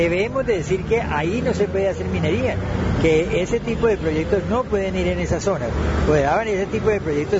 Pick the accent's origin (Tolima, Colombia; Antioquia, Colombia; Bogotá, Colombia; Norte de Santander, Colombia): Tolima, Colombia; Cajamarca; Nosotros somos del municipio de Cajamarca.